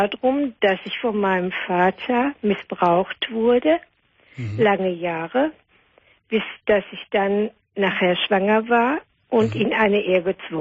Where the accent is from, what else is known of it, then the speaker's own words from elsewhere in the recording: Herne, North Rhine-Westphalia, Germany; born there; als mein Vater dann in Herne, wir sind aus Herne geboren, in Herne wieder eine Arbeit hatte, sind wir von Nettelstedt nach Herne gezogen